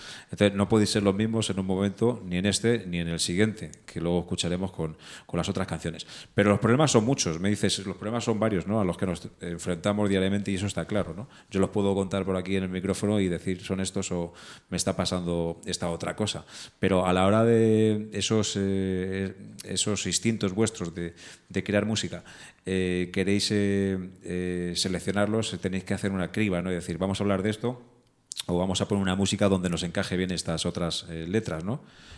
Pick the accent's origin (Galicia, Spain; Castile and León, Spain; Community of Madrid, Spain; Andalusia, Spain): Community of Madrid, Spain; Madrid; Soy de aquí, de Madrid.